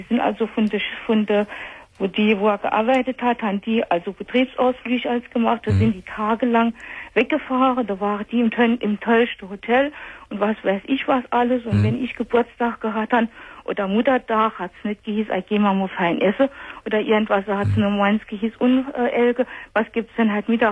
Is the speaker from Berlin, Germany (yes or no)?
no; Saarland, Germany; Das ist bei uns im Saarland ist das sogar.